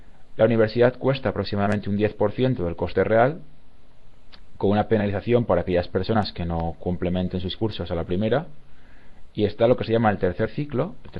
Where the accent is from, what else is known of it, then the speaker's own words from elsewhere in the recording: Zaragoza, Aragon, Spain; now in Malmö, Sweden; ¿De dónde soy? Soy de España, Zaragoza. ¿Y de dónde vengo ahora mismo? Ahora mismo estoy en Malmö, en Suecia.